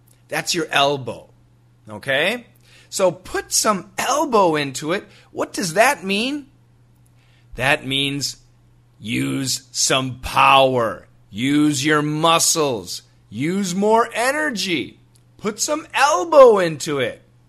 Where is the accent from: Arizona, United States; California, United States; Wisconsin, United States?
Wisconsin, United States; Well, I grew up in Wisconsin. And in Wisconsin, in the United States, in the wintertime, oh my goodness, we get so much snow.